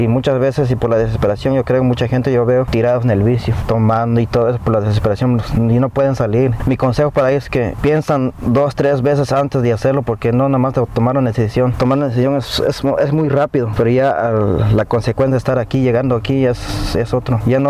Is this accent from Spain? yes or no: no; Guatemala; now in United States; Pues en mi país pues está más difícil.